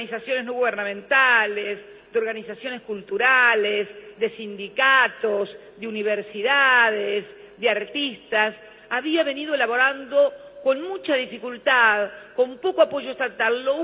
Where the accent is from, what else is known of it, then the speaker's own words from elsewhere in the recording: Argentina; como argentina, que como ex legisladora, fui legisladora durante muchos años